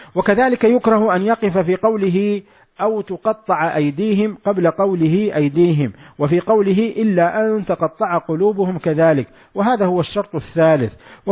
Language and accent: Arabic; Hejaz, Saudi Arabia; accent: Hejazi; أو بلهجتنا نحن الحجاز التريقة